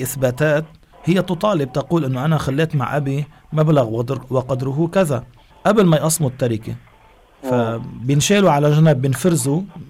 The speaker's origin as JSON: {"language": "Arabic", "country": "Lebanon", "said": "وبتعرفي في بعض البلدان مثل بلادنا لبنان"}